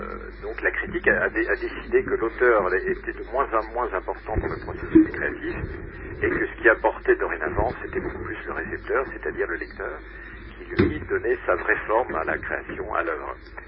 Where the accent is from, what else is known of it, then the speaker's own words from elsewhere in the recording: France; Donc en France, puisque je suis français, j'habite Paris.